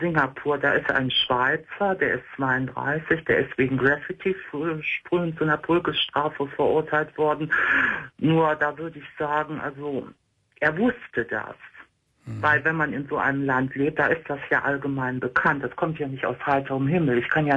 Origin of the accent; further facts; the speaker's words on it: Cologne, North Rhine-Westphalia, Germany; ich komme ja aus Köln. Also hört man bei mir jetzt nicht so heftig.